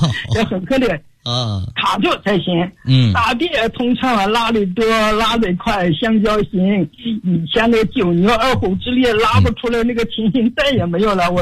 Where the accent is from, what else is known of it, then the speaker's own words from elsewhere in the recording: Foshan, Guangdong, China; 我来自广东佛山，今年已经84周岁了。